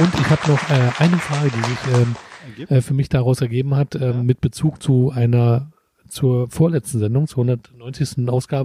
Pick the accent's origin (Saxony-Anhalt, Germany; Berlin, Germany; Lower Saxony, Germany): Berlin, Germany; Wir sind Berliner.